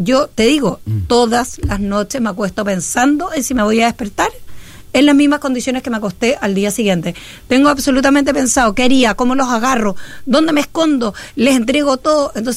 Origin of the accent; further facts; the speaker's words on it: Chile; que no tiene la dotación que necesitamos como chilenos